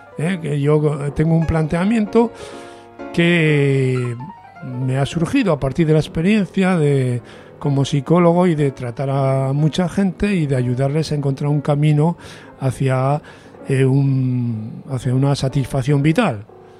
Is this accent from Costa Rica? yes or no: no; Catalonia, Spain; muchos amigos míos, tanto catalanes como españoles, o que se sienten las dos cosas, como yo, y que no caemos en la trampa de tener que sentirnos nada más una de esas dos cosas